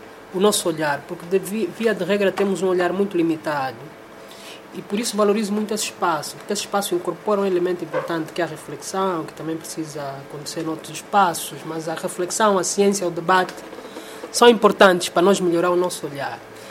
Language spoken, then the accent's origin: Portuguese; Angola; Sim, eu sou angolano.